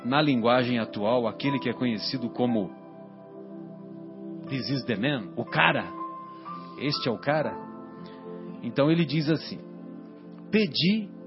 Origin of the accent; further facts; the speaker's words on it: São José do Rio Pardo, São Paulo, Brazil; E eu cresci lá em São José do Rio Pardo, que você imagina, é interior de São Paulo, né?